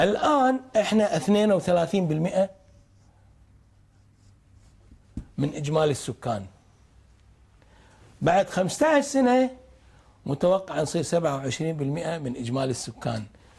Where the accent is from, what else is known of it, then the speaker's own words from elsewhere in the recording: Kuwait; ايش وردت ديرتنا طلبنا أي بلد يتعرض لما تعرضت له الكويت لازم تشكل لجنة تحقق في الموضوع